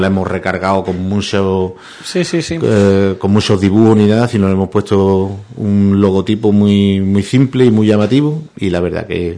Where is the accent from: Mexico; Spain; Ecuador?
Spain; Benaocaz, Andalusia; esto es lo que puede ofrecer mi pueblo, esto es lo que puede ofrecer Benaocá.